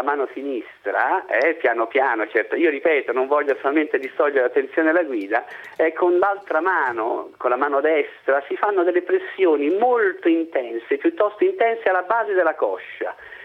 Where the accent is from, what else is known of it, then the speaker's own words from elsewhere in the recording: Rome, Lazio, Italy; Magari io romano abituato a stare ore e ore nel traffico di Roma